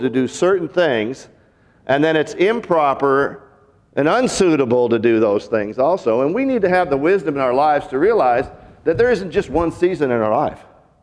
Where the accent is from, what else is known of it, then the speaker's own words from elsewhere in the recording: Seattle, Washington, United States; now in Arkansas, United States; I grew up in Seattle. There's kind of two seasons, really.